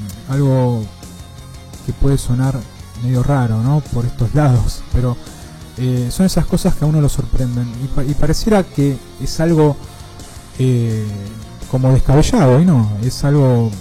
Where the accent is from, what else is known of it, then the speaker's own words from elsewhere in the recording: Argentina; estábamos en esa parte de Brasil y nadie entendía nada de por qué estábamos ahí siendo argentinos